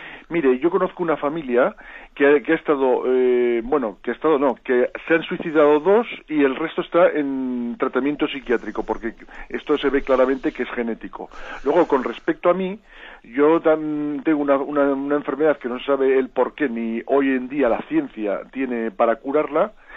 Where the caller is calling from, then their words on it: Zaragoza, Aragon, Spain; de Zaragoza.